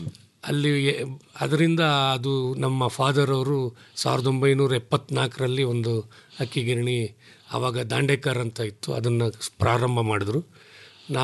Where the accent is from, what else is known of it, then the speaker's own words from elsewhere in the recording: K R Nagar, Karnataka, India; ನಾವು K R ನಗರದವರು.